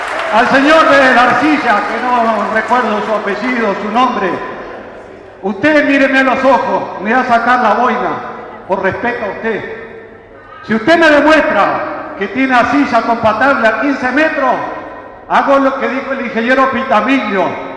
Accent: Colonia, Uruguay; now in Canelones, Uruguay; Ya hace un tiempo me hicieron ciudadano de Canelones y estoy agradecido de estar acá porque vengo del litoral, de la zona de Colonia

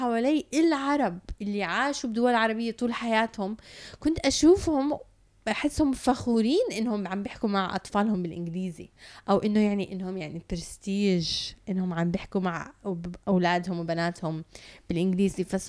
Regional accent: Canada; now in United Arab Emirates; تربيت بكندا، ولما رجعت على الإمارات واجهت كتير من الصعوبة باللغة العربية.

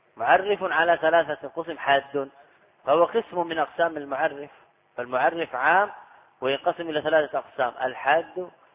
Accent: Saudi Arabia; أنا لست من أهل مصر. تسأل أهل البلد، هذا من غرائب على الطلاب سبحان الله. يعني أنا قادم من السعودية تحشرني في مسائل

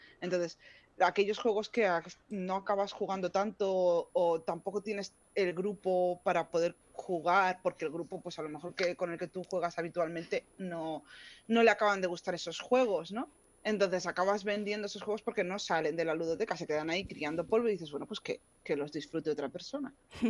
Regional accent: Reus, Catalonia, Spain; now in Terrassa, Spain; no somos de Terrassa propiamente, yo soy de Reus y Andreu, mi pareja, es de Blanes.

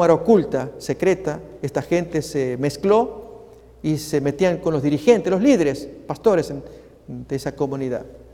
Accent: Argentina; Y finalmente lo revelaron allí en los medios en mi país, Argentina.

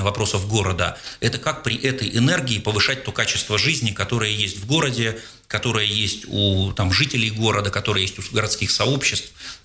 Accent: Seversk, Tomsk Oblast, Russia; moved away as an adult; now in Moscow, Russia; я сам когда-то из Томска 7, это город Северском, под Томском, дальше начинал учиться в Томске, ну, вот уже 25 лет в Москве

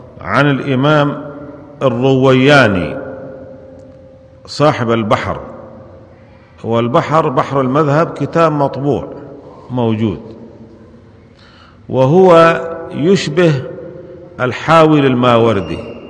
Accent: Syria; عندنا في سوريا يقولون هذا

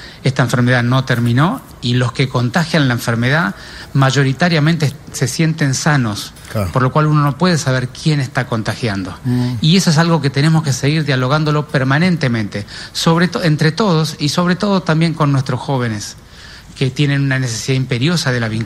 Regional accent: Buenos Aires, Argentina; sino somos todos ciudadanos porteños y cada uno de su lugar tiene que estar dispuesto a aportar algo

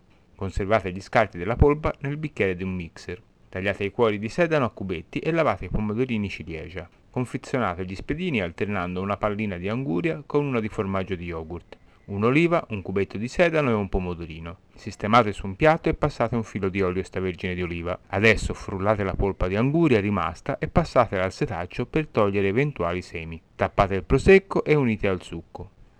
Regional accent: Tuscany, Italy; altrimenti si sente troppo che sono toscano.

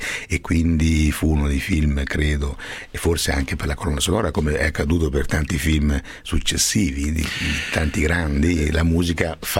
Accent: Abruzzo, Italy; isola abruzzese, nella mia terra

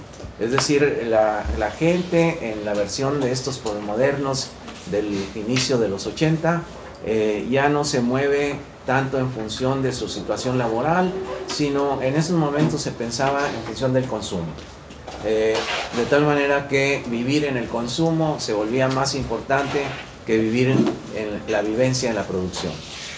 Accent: Mexico; Yo soy de México, repito … también vine para el Congreso de Alaste

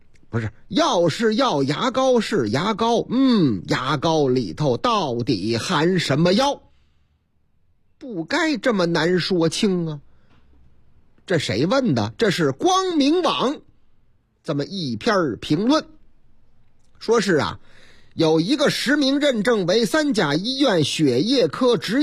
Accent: Zhucheng, Shandong, China; 话说我老家。山东诸城

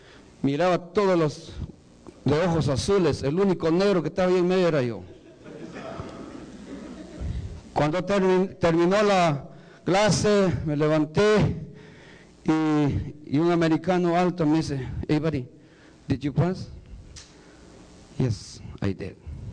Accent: Guatemala; born there; Voy a ir a Guatemala, una campaña allá de mi casa donde yo nací.

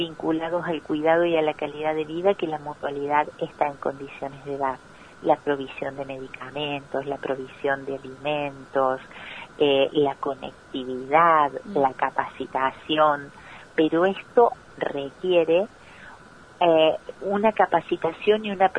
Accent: Villa María, Córdoba, Argentina; yo soy oriunda de Villa María, provincia de Córdoba, ¿no?

